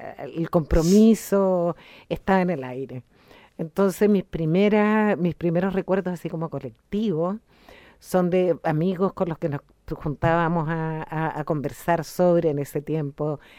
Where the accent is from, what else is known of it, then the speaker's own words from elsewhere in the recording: Santiago, Santiago Metropolitan Region, Chile; born there; Mira, yo nací en Santiago de Chile.